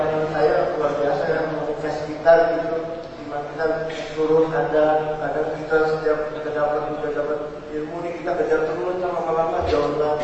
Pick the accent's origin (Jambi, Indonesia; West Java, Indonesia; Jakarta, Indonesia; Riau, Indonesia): Jakarta, Indonesia; born there; dari Jakarta … Saya ini lahir di Jakarta. Di Jakarta sekarang umur saya 26.